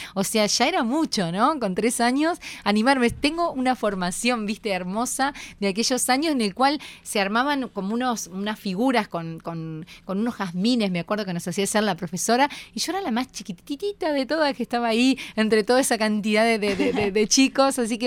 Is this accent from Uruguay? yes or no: yes; Santa Lucía, Canelones, Uruguay; born there; now in Montevideo, Uruguay; yo soy del interior, yo nací en Santa Lucía, si bien hace más de 20 años que vivo acá en Montevideo, más de 23 años, sí nací en Santa Lucía. Estábamos cerquita de Montevideo